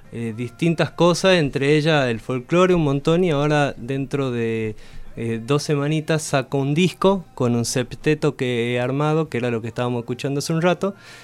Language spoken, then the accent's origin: Spanish; Tucumán, Argentina; soy de Tucumán, vivo acá hace 7 años. Me he venido a estudiar la carrera de música popular a la facultad acá de Bellas Artes